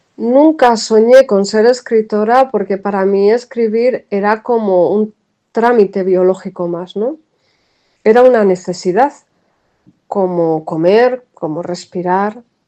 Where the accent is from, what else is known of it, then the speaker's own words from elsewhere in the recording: Quintanadueñas, Castile and León, Spain; Quintanadueñas es mi pueblo.